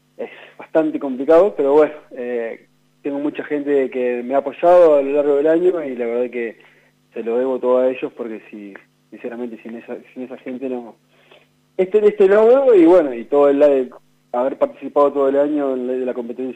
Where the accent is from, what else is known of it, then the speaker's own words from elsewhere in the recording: Catriló, La Pampa, Argentina; now in Santa Rosa, Argentina; soy pampeano, pero bueno, soy catrilense, nací en Catriló y bueno, hace ya unos 10 años que estoy viviendo acá en la capital pampeana